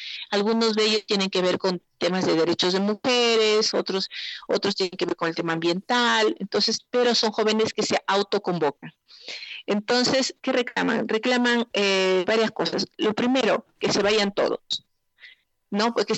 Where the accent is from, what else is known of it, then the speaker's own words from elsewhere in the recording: Cajamarca, Peru; de acá de Cajamarca, de donde yo soy